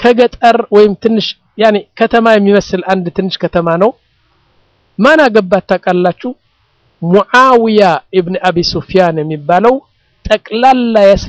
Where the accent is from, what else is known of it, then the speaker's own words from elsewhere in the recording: Mendefera, Debub, Eritrea; moved away; also born or lived in Sudan; አሁን መንደፈራ የምትባለው ከተማ እኔ ያደኩባት 50 ሺህ ሰዎች ያሏት ነው ዋና ከተማ አይደለችም ያኔ ትንሽ ከተማ ነች እዛ ነው ያደኩት